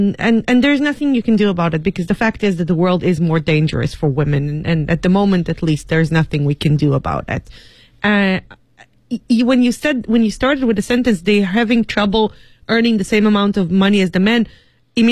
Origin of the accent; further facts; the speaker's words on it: Israel; Katie coming from the States and I'm coming from Israel